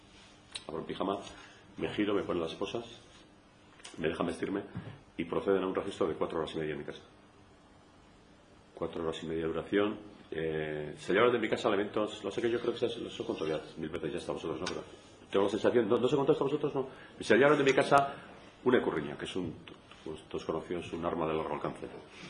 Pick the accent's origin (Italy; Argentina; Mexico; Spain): Spain; Tolosa, Basque Country; Menú Tolosa, había, yo soy de Tolosa, menú Tolosa, alubias de Tolosa.